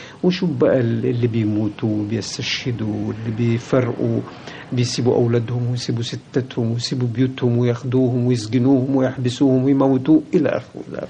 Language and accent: Arabic; Egypt; أنا مصري، الله، مش معقول أن أنا يعني ما أحبش بلدي